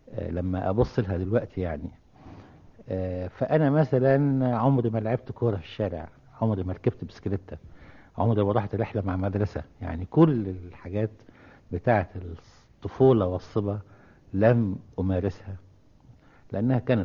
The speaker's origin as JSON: {"language": "Arabic", "town": "Cairo", "region": "Cairo Governorate", "country": "Egypt", "tie": "born or raised there", "said": "ولو أني يعني صعيدي في الأصل، لكن يعني نشأت في القاهرة يعني."}